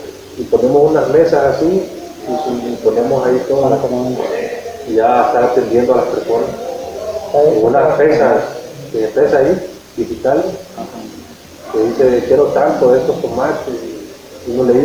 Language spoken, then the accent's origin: Spanish; Honduras; Yo soy de Honduras.